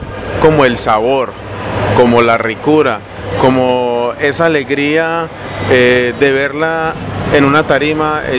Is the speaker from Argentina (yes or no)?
no; Barbosa, Antioquia, Colombia; No, yo realmente soy de acá, de Antioquia. Yo soy de Barbosa, Antioquia, a mucho honor.